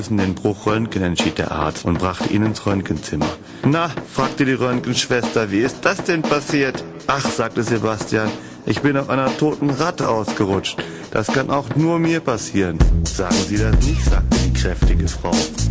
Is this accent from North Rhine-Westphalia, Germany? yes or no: yes; Cologne, North Rhine-Westphalia, Germany; Ich meine, ich komme aus dem Kölner Raum, kann man sich ja vorstellen.